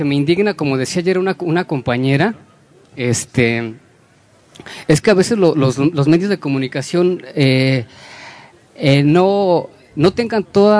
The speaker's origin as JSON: {"language": "Spanish", "region": "Puebla", "country": "Mexico", "said": "Yo soy de Puebla, soy un ciudadano, soy mexicano"}